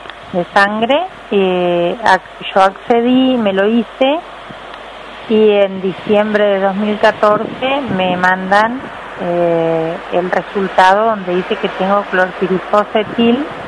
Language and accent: Spanish; Ceibas, Entre Ríos, Argentina; born there; also born or lived in Villa Paranacito; yo nací en Ceibas, en un pueblo en el campo, donde se hacía ganadería.